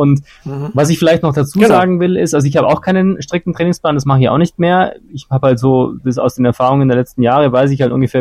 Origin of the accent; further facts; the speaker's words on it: Munich, Bavaria, Germany; Also auch weil natürlich hier in München mehr geboten wird, was das angeht. Aber natürlich auch, weil ich hier halt trotzdem meine Heimat halt auch habe und ich ein grundsätzlich sehr heimatverbundener Mensch bin